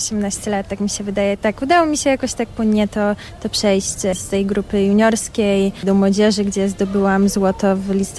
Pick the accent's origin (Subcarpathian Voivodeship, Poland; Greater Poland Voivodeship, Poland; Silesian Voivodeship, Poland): Silesian Voivodeship, Poland; Rybnik; Tak, tak, jestem z Rybnika.